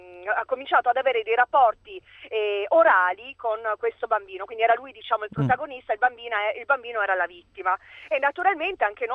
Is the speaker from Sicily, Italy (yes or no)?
no; Trieste, Friuli-Venezia Giulia, Italy; Ho fatto le scuole a Trieste, quindi sono triestina di origini